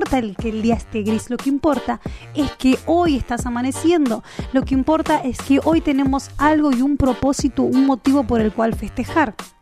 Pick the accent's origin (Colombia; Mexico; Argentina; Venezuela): Argentina; como algo que hacía parte de nuestra cultura, de nuestra característica como argentinos, como de la comunidad y del reino de Dios.